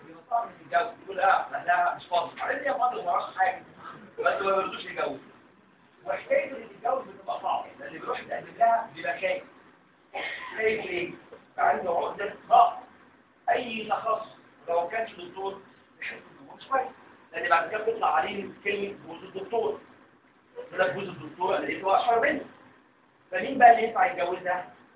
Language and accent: Arabic; Egypt; عشان كده مش كومن عندنا في مصر